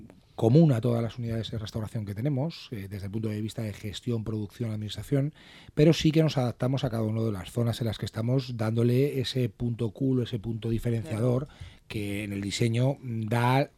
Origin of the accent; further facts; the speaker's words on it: Madrid, Community of Madrid, Spain; De Madrid.